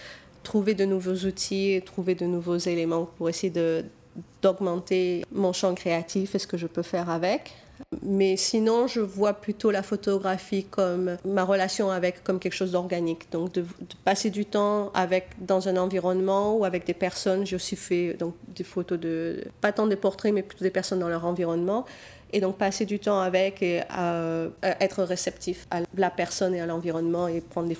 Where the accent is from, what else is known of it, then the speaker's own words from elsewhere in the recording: Nice, Provence-Alpes-Côte d'Azur, France; now in United States; j'ai grandi à Nice, en fait, dans les Alpes-Maritimes, dans la montagne, dans un petit village dans l'arrière-pays niçois. Et je suis venue aux États-Unis en 91, donc ça fait plus de 20 ans maintenant que j'habite ici.